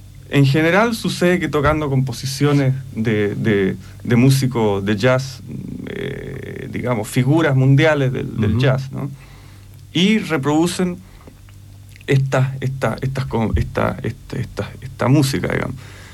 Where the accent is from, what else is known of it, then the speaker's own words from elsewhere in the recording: Chile; En este caso somos chilenos, somos cultores de un lenguaje actual de la música chilena